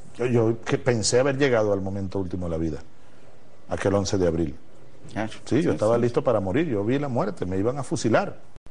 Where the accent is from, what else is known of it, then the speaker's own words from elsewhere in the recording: Barinas, Venezuela; En el río Santo Domingo, en mi ciudad natal, en Los Llanos.